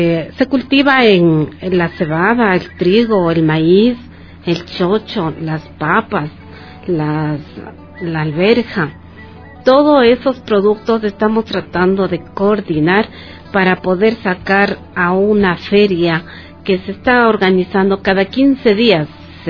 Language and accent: Spanish; Zuleta, Imbabura, Ecuador; yo nací en Zuleta. Toda mi familia vivió, nació en Zuleta. Hasta hace unos 15 años mis padres vivían también en Zuleta. Hoy ya emigraron a Ibarra